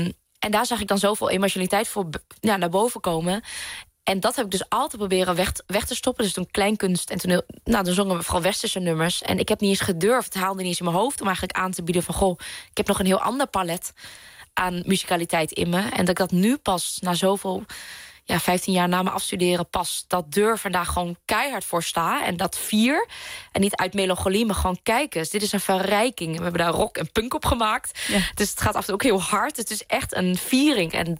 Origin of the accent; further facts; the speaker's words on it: Vietnam; accent: Vietnamese; Dutch is a second language; me schaamde van waar ik vandaan kwam. Dat ik een Vietnamees accent had en dat wij thuis een andere taal spraken.